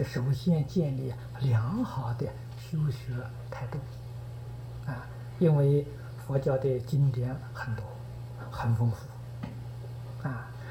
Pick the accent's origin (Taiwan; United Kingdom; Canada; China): China; 这就是我们中国人讲的师承